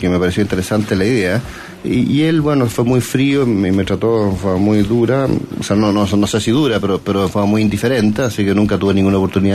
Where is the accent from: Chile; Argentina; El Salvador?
Chile; desarrollar tecnologías nacionales para hacer las cosas más baratas, en forma más independiente, bueno, pero como chileno.